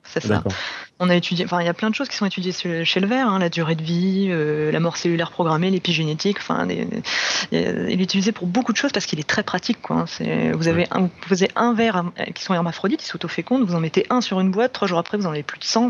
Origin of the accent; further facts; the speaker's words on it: France; il y a un engouement chez nous en France, quand même, pour ce concours